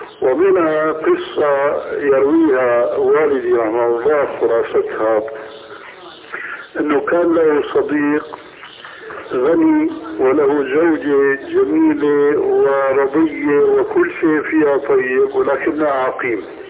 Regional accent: Syria; هيك كما يقولون عندنا في سوريا

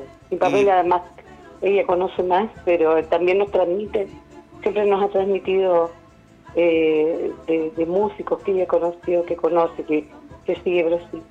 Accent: Antofagasta, Chile; Nosotros somos de Antofagasta.

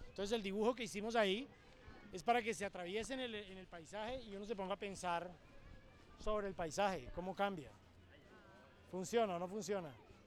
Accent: Tuluá, Valle del Cauca, Colombia; Yo no soy de Cali, sino de Tuluá, que es un pueblo que está ahí cerquita de Cali, donde es el Tino Asprilla, es el único que es famoso.

